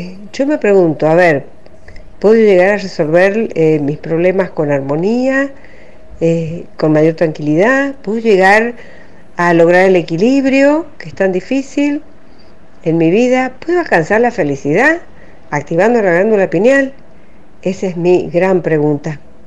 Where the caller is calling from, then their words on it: Caucete, San Juan, Argentina; de Caucete y estoy escuchando el programa.